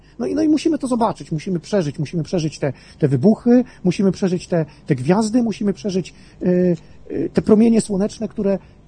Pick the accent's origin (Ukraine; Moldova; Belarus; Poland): Poland; Grudziądz, Kuyavian-Pomeranian Voivodeship; now in Kalisz, Poland; Jestem z Grudziądza. Teraz mieszkam w Kaliszu, pochodzę z Grudziądza